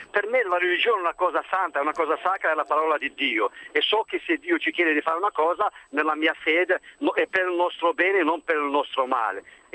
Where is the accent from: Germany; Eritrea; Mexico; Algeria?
Algeria; Io da algerino adesso non so...